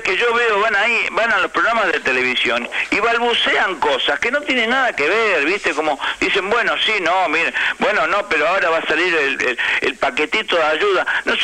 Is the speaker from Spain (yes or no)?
no; Argentina; Porque somos los argentinos los que nos vamos a quedar sin trabajo.